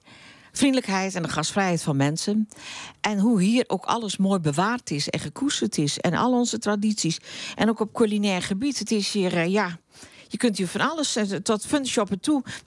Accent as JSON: {"language": "Dutch", "town": "Ootmarsum", "region": "Overijssel", "country": "Netherlands", "said": "toen noemde ik dat ik uit Ootmarsum kwam en dat ik daar het bedrijf had."}